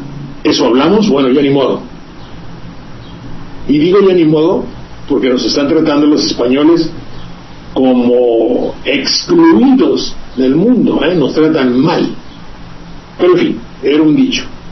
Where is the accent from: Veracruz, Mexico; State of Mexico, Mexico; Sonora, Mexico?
Veracruz, Mexico; como los que hay por mi tierra, que yo comprendo efectivamente